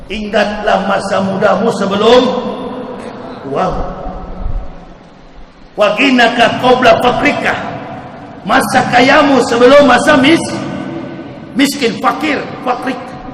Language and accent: Indonesian; Manado, North Sulawesi, Indonesia; now in Jakarta, Indonesia